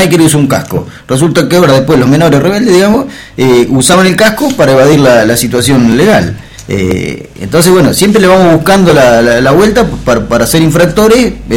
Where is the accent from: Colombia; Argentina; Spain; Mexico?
Argentina; como todo argentino, enseguida nos ponemos el grito en el cielo